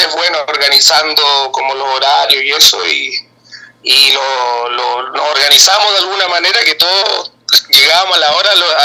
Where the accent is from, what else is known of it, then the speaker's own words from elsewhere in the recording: Chile; Yo vengo de un barrio un poco más rockero. Yo soy de Chile, en Chile soy un metalero.